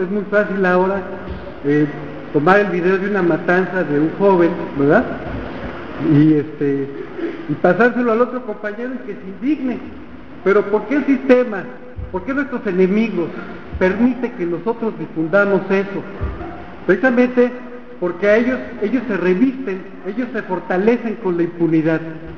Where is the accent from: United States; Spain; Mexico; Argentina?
Mexico; a mí, en lo personal, como muchos mexicanos, nos han ayudado a formarnos una impresión